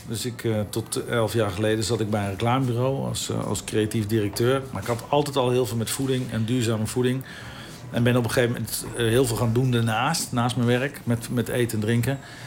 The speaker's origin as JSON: {"language": "Dutch", "town": "Ede", "region": "Gelderland", "country": "Netherlands", "said": "Ik kom uit Ede en toen moest ik mijn dienstplicht gaan doen."}